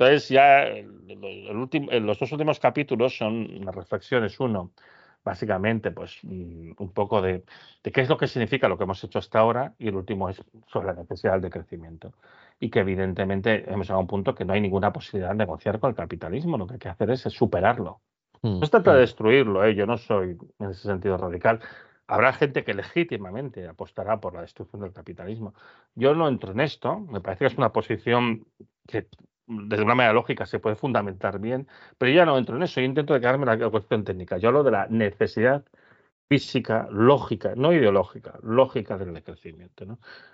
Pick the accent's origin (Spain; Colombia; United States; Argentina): Spain; León, Castile and León; Yo digo muchas veces porque soy de León.